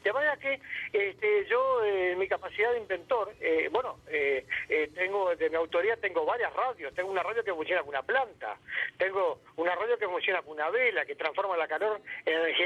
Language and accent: Spanish; Uruguay; Y bueno, allí arrancamos en el año 1995, donde nuestro país, Uruguay, ganara el décimo lugar en el mundo, ¿verdad?